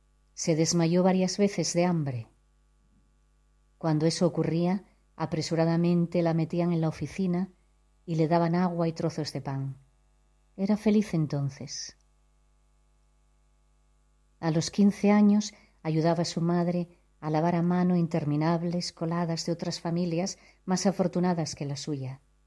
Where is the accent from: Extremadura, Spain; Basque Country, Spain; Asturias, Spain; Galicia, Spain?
Asturias, Spain; now in Gijón, Spain; soy de La Cuenca. Viví muchos años fuera de España y ahora desde hace un tiempo resido en Gijón.